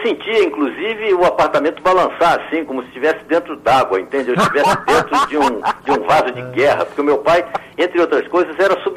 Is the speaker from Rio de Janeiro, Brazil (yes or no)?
yes; Rio de Janeiro, Brazil; moved away as an adult; also born or lived in Salvador; fiquei 10 anos lá em Salvador, que é a minha segunda terra e que eu chamo da minha Idade Média. E depois eu voltei para o Rio de Janeiro